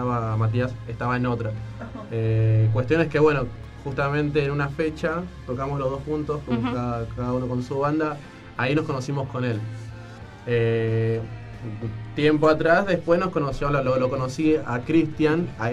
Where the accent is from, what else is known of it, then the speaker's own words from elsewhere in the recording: Isidro Casanova, Buenos Aires Province, Argentina; Y bueno, yo soy de Casanova. Estamos todos desparramados.